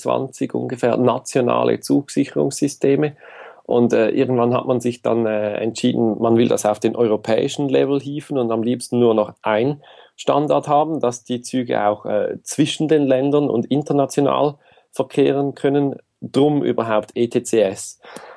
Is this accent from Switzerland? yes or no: yes; Zurich, Switzerland; ich komme aus der Schweiz. Hier in der größeren Region Zürich bin ich zu Hause, bin jetzt 37, habe Familie